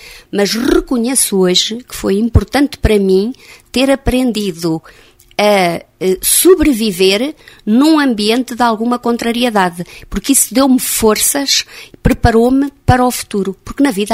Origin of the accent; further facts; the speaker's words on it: Oliveira, Portugal; Quando eu era adolescente, aqui em Oliveira, estudavam os filhos das pessoas que tinham dinheiro para pagar o colégio.